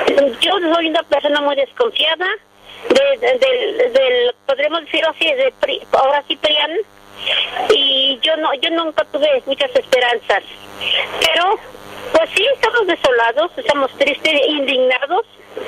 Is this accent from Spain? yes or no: no; Temacapulín, Jalisco, Mexico; que quieren intundar el pueblo de Temacapulín, donde soy originaria.